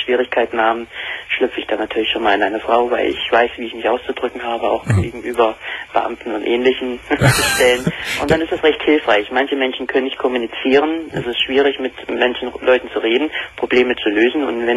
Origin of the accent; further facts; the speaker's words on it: Saxony, Germany; born there; Ich weiß ja nicht, ob man heraushört, woher ich komme. Ich bin gebürtiger Sachse.